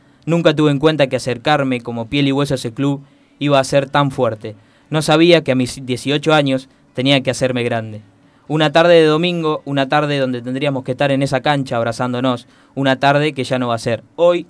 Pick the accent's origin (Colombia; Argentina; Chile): Argentina; Henderson, Buenos Aires Province; estando lejos de mi pueblo de Henderson